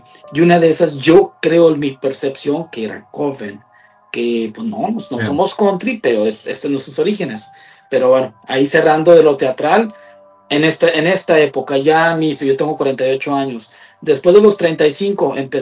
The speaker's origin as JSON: {"language": "Spanish", "country": "United States", "said": "te lo digo yo como estadounidense acá"}